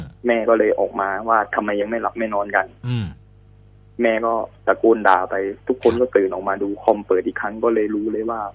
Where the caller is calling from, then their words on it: Samut Prakan, Thailand; ผมอยู่สมุทรปราการครับตอนนี